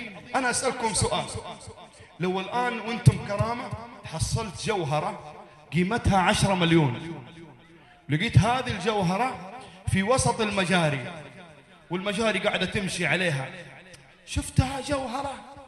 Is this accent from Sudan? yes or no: no; Jeddah, Makkah Province, Saudi Arabia; قبل تقريبا سنتين كان عندنا في جدة لقاء مثل هذا اللقاء